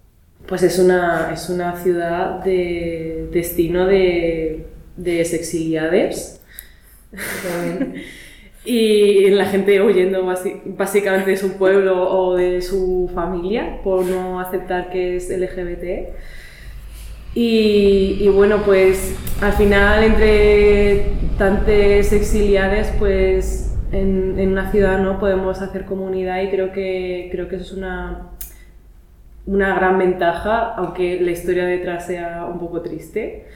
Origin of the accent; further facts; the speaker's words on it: Alicante, Valencian Community, Spain; now in Granada, Spain; yo no soy de Granada, o sea, yo soy de Alicante.